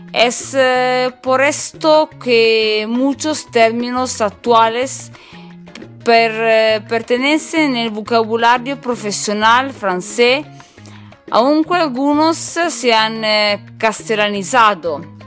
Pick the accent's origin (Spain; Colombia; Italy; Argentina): Italy; northern Italy; Spanish is a second language; soy italiana de norte de Italia, soy una cocinera